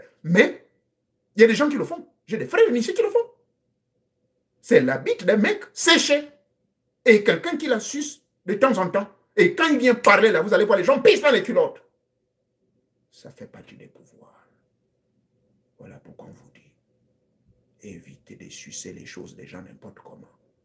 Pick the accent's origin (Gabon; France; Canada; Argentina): Gabon